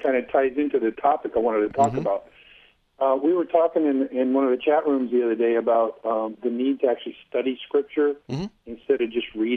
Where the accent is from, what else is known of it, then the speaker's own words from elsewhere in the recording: California, United States; Hey, listen, I'm only from California.